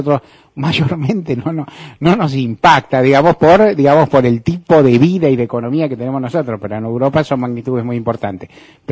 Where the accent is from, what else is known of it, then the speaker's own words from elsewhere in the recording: Argentina; como los argentinos estamos bastante habituados